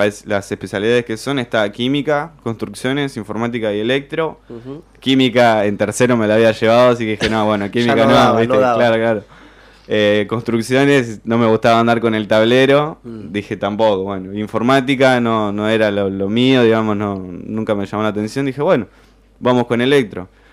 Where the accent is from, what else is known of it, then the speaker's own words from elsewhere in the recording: La Plata, Buenos Aires Province, Argentina; Yo soy de Villa Garibaldi, antes de Parque Sicardi